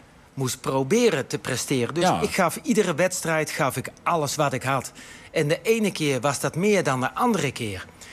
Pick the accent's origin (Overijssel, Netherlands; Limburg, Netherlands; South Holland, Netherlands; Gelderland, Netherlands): South Holland, Netherlands; Gorinchem; Ik ben ook opgegroeid in Gorinchem in een wijk, net zoals hier nu achter het huidige NAC-stadion, een tuinzicht, hè? Sociaal allemaal even iets minder.